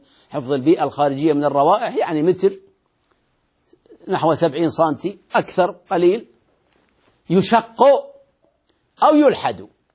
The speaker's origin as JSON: {"language": "Arabic", "town": "Al-Ahsa", "region": "Eastern Province", "country": "Saudi Arabia", "said": "والحمد لله بلادنا الأحساء خالية منها"}